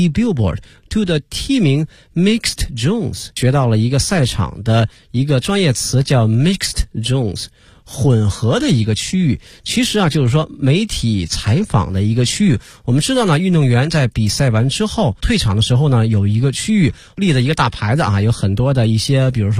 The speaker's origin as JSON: {"language": "Chinese", "country": "China", "said": "但是呢我们中国人哈投了的是 8.35 亿美金。"}